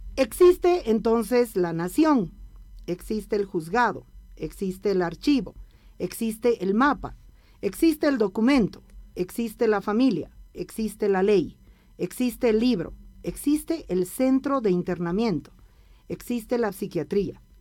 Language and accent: Spanish; Bolivia; desde este lugar que ocupo como lesbiana, como mujer, como boliviana, entre comillas.